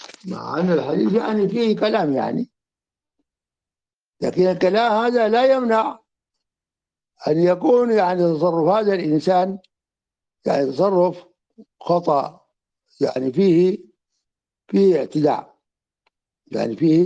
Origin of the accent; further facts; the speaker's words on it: Sudan; يعني مثل الذي كان عندنا في السودان